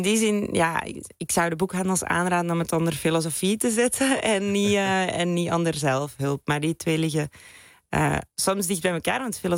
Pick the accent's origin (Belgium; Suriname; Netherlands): Belgium; Ik ben Belg.